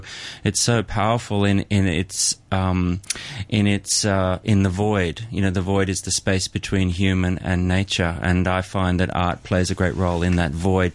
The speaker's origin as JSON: {"language": "English", "country": "Australia", "tie": "born or raised there", "said": "returned to Australia after many years abroad, I just went straight back to the essence of what is my hometown"}